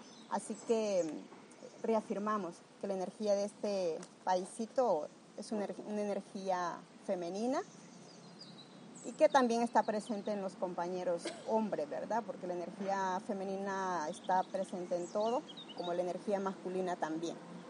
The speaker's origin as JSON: {"language": "Spanish", "country": "Honduras", "tie": "born there", "said": "al menos Jaime y yo nacimos en Honduras, resultado de ese exilio."}